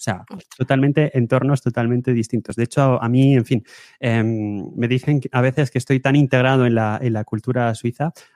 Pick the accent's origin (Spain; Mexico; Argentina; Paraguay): Spain; accent: Spanish; cosa que yo tengo mi gran acento español, pero en fin, no hay ningún problema, la gente te entiende y no te mira raro.